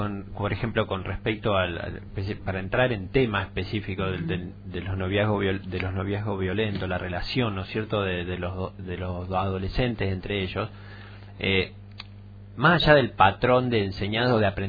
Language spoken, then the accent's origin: Spanish; Rosario, Santa Fe, Argentina; Yo vengo de Rosario, particularmente tras la sierra yo lo veo muy cerrado, y en general muchos de los que venimos de afuera lo vemos de esa manera